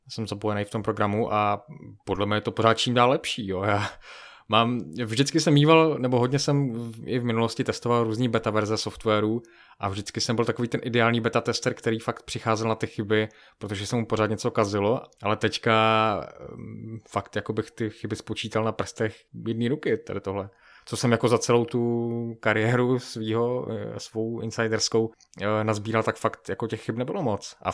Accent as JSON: {"language": "Czech", "region": "Moravian-Silesian Region", "country": "Czechia", "accent": "Silesian", "said": "Ty tam nemáš ten slezský akcent, já jsem ze Slezska"}